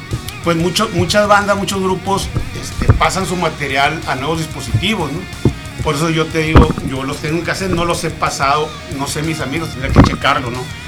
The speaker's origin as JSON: {"language": "Spanish", "town": "Pueblo Yaqui", "region": "Sonora", "country": "Mexico", "said": "Yo vivía en Obregón, yo soy de ahí del Valle del Yaqui. Ah, ok. De Pueblo Yaqui, para ser más exacto."}